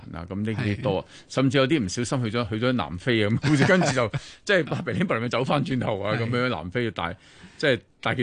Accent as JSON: {"language": "Cantonese", "country": "Hong Kong", "said": "其實作為一個香港人咁樣，我哋喺過去由細至大，我哋都好深刻嘅印象。"}